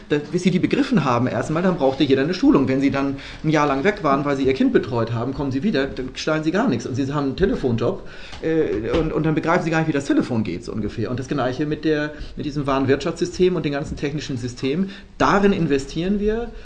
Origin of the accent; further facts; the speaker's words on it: Northern Germany, Germany; ich komme aus Norddeutschland und bin ja wie ein Sizilianer, wie Sie vielleicht merken, also eher schnell dabei.